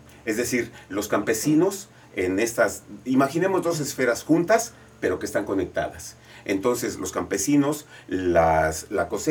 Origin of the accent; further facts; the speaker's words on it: Mexico City, Mexico; Entonces, yo soy de la Ciudad de México.